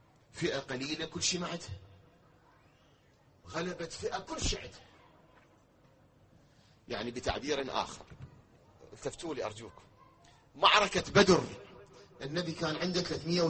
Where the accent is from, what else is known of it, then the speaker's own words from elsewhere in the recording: Iraq; كلامي للي يتابعون الآن بالفضائيات في العالم على مستوى بلدنا العراق